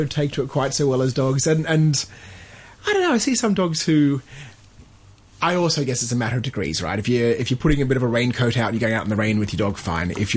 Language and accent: English; Australia; Oh, look, and I think I came from Australia and I think it's the same there.